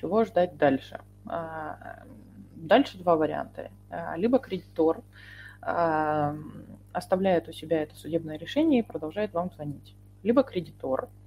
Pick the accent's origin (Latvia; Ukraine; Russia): Russia; Да, я из России, как видите.